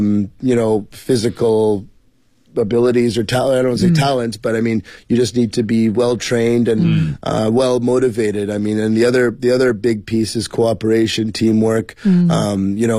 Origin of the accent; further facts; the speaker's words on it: Montreal, Quebec, Canada; moved away as an adult; now in Beijing, China; Sure. I'm from Montreal, Quebec, Canada. I came to Beijing in 2006